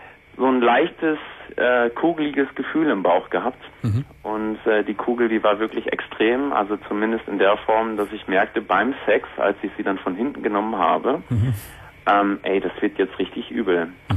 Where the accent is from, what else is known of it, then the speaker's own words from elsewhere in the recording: Northern Germany, Germany; Nein, also ich komme nicht aus Bochum, ich komme aus Norddeutschland.